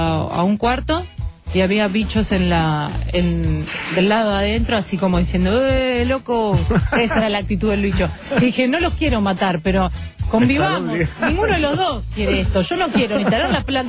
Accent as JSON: {"language": "Spanish", "region": "Córdoba", "country": "Argentina", "said": "No es que yo le digo bollo porque soy cordobesa."}